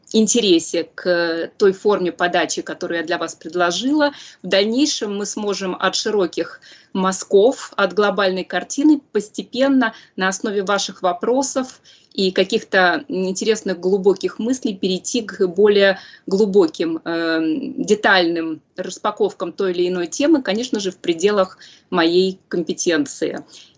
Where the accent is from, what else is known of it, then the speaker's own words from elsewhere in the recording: Saint Petersburg, Russia; born there; Мое исследование началось еще с молодости, с Петербурга, потом продолжилось, где я родилась